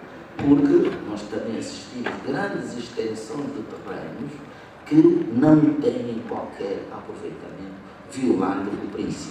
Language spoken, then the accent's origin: Portuguese; Luanda, Angola; born there; só para dar o exemplo de Luanda, não sei até, pelo menos até 2 meses, o município onde nasci e não tinha sequer um engenheiro